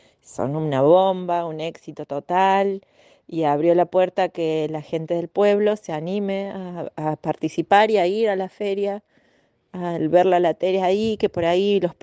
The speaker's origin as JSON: {"language": "Spanish", "town": "Yacanto", "region": "Córdoba", "country": "Argentina", "said": "de Yacanto."}